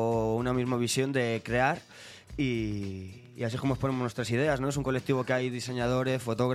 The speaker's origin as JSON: {"language": "Spanish", "town": "Madrid", "region": "Community of Madrid", "country": "Spain", "said": "es un colectivo de gente de Madrid, somos todos chicos de Madrid, ¿no?"}